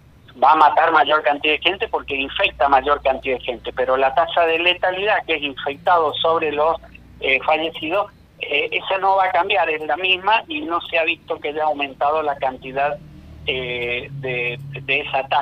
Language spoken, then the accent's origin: Spanish; Argentina; es un tema que tenemos que reconsiderar como argentinos